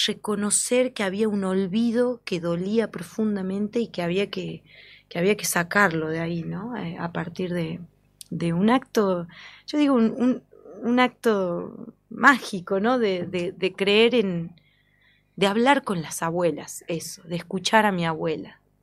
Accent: Andalgalá, Catamarca, Argentina; porque vengo de Andalgalá también y nací en el marco de estas luchas

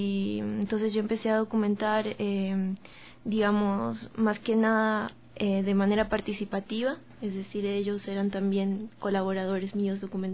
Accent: Portoviejo, Manabí, Ecuador; Yo soy de Puerto Viejo, de Manabí, entonces estaba documentando en Puerto Viejo diferentes tipos de actividades que se dan en lo cotidiano

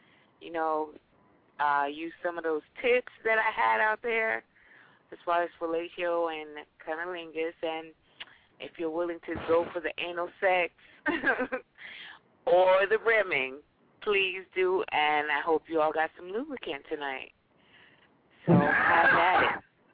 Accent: Trinidad & Tobago; I'm from Trinidad.

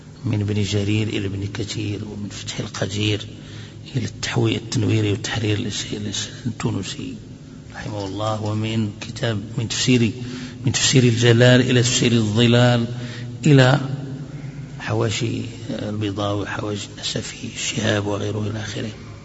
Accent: Morocco; أتكلم أحيانا بدارجة مغربية

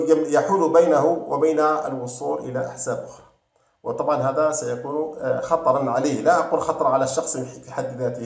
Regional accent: Algeria; عندنا في الجزائر مثلا،

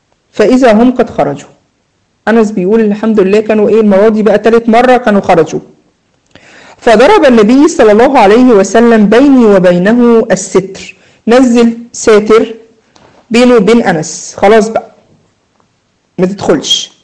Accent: Egypt; عندنا في مصر يقولوا مثلا يقول لك يا بخت من زار وخفف.

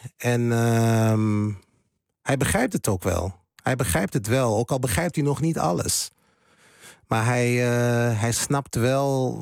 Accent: Hengelo, Overijssel, Netherlands; Maar ik ben wel een tukker. En dat ben ik ook altijd geweest. Want ik ben geboren en getogen in Hengelo. Dus dan ben ik een tukker.

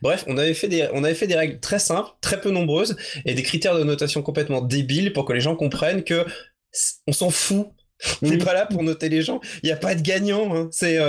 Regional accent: Pontmain, Pays de la Loire, France; c'était sur mon village natal qui s'appelle Pontmain.

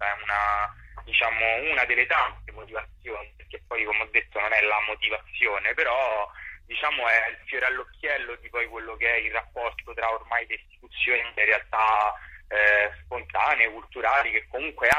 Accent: Rome, Lazio, Italy; Comunque siamo romani, siamo cresciuti a Roma, la amiamo, la conosciamo e non vedo perché noi dovremmo andare via.

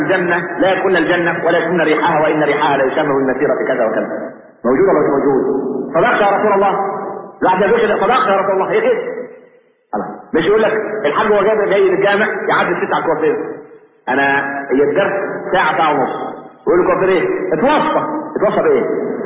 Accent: Egypt; والعلمانيين اللي عندنا في مصر

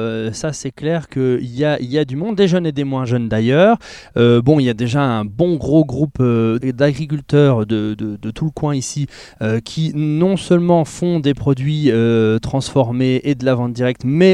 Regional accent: Saint-Dié-des-Vosges, Grand Est, France; on habitait à Saint-Dié, on est natif de Saint-Dié

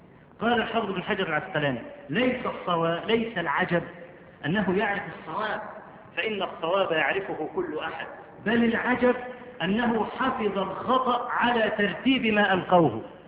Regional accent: Egypt; وأنا أذكر مرة في مسجد العزيز بالله عندنا في مصر

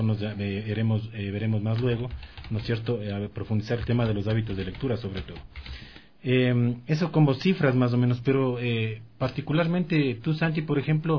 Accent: Ecuador; Definitivamente a los ecuatorianos no nos gusta leer

